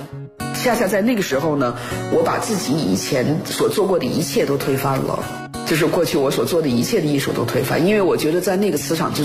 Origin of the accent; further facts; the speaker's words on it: China; moved away as an adult; 当他们听说呢我是从中国来的